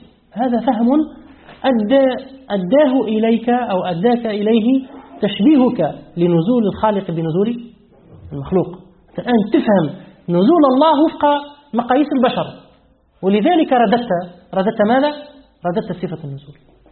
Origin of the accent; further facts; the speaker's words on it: Tunisia; لأن الثلث الأخير عندنا في تونس يبدأ من الساعة الثانية ليلة،